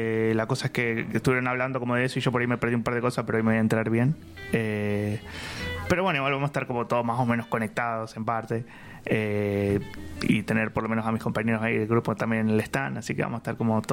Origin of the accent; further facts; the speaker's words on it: Buenos Aires, Argentina; moved away as an adult; como yo vengo de Buenos Aires, más o menos desde que tengo 17, viví 17 años allá, tengo 24 horas